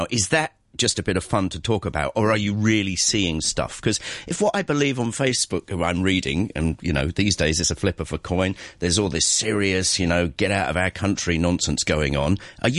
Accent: England, United Kingdom; I'm English

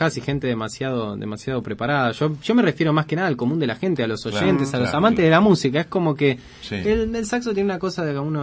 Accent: Argentina; Es como que, claro, somos argentinos, escribimos en inglés, una Big Band de cuatro.

